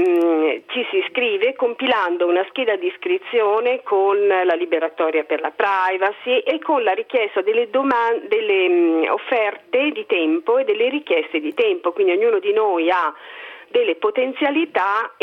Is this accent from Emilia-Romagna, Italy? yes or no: no; Bresso, Lombardy, Italy; Io sono di Bresso e a Bresso circa 10 anni fa si è cominciato a pensare di fare una banca del tempo.